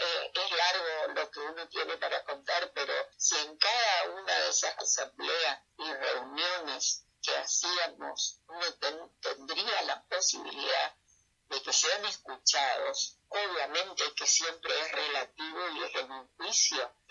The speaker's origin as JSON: {"language": "Spanish", "region": "Chaco", "country": "Argentina", "tie": "born or raised there", "said": "porque yo soy chaqueña, nací en el Chaco, me eduqué en el Chaco y trabajé en el Chaco en el tema de la justicia administrativa."}